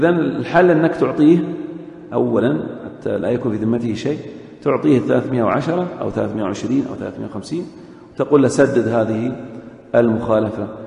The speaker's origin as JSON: {"language": "Arabic", "region": "Eastern Province", "country": "Saudi Arabia", "said": "مثل مثلا الآن الذين يوجدون عندنا في الشرقية مخالفات"}